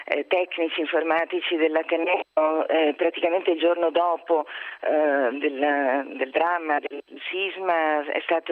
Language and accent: Italian; Venezuela; now in Italy; essendo venezuelana avevo già vissuto un terremoto terribile a Caracas